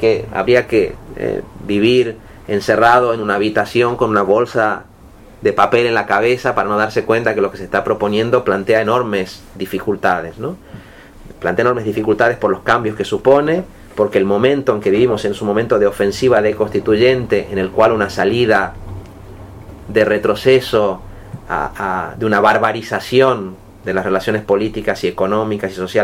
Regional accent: Catalonia, Spain; Es verdad, yo vengo de Cataluña.

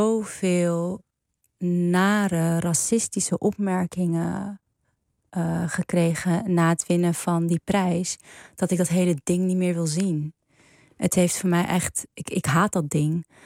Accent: Amsterdam, North Holland, Netherlands; Ook al ben je geboren en getogen in Amsterdam, in het Prinsengracht ziekenhuis.

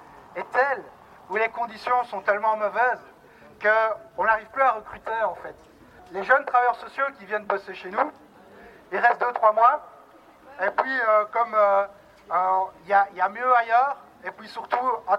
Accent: Liège, Wallonia, Belgium; donc moi je viens de Liège, je travaille en CPS.

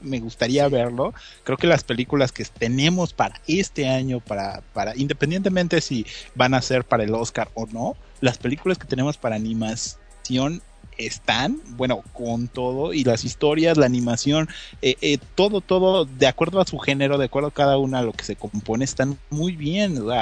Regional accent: Mexico; porque somos mexicanos y tenemos que meter el albur a fuerza.

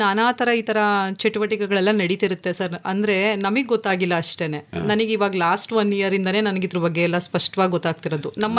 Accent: Chandagalu, Karnataka, India; ನಮ್ಮ ಹುಟ್ಟೂರು ಚಂದಗಾಲು ಸರ್.

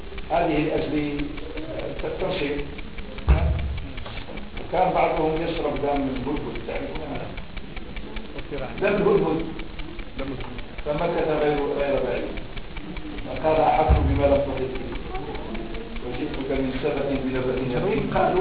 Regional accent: Morocco; ولعله عندنا في المغرب باسم نبتة من النباتات

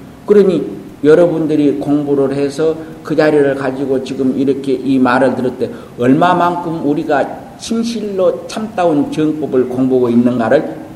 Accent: Jeolla, South Korea; 내가 전라도 사람이요.

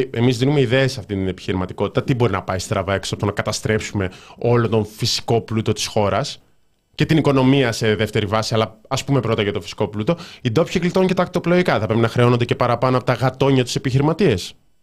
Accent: Rhodes, South Aegean, Greece; Είμαι από Ρόδο και ξέρω πως για να κάτσεις οπουδήποτε κοντά στη θάλασσα πρέπει να κάνεις κατανάλωση τουλάχιστον 200 ευρώ.

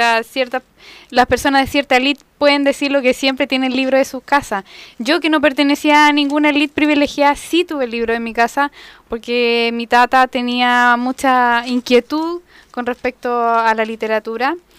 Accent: Nos, Santiago Metropolitan Region, Chile; nacida y criada en Nos hace 31 años, casi 32.

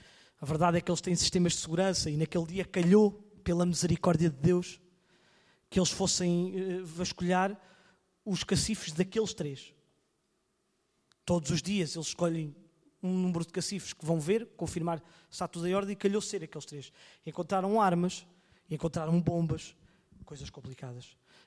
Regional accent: Coimbra, Portugal; Os irmãos entendem, eu cresci em Coimbra, mas eu não me sentia seguro.

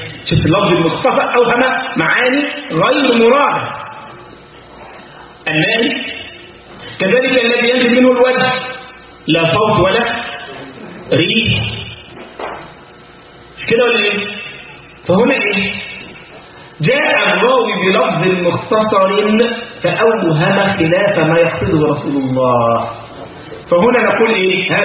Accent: Egypt; كان عندنا في مصر الكلام ده مثلا من 25 سنة

